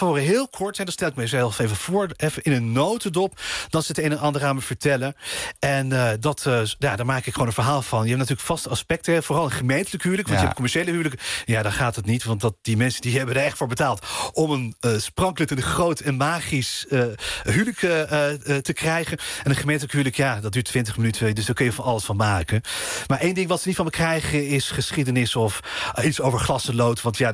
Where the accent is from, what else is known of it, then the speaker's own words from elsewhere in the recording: The Hague, South Holland, Netherlands; born there; Aan het strand, Den Haag, waar ik geboren ben.